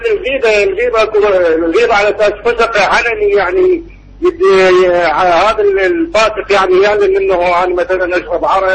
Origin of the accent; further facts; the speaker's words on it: Mahmudiya, Baghdad Governorate, Iraq; هذا احنا من بغداد تقريبا المحمودية كلها